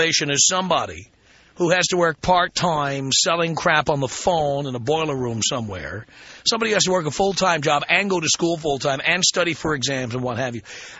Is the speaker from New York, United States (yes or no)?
yes; New York City, New York, United States; I grew up in the South Bronx in a one-bedroom apartment with three siblings. And so four of us shared a bedroom.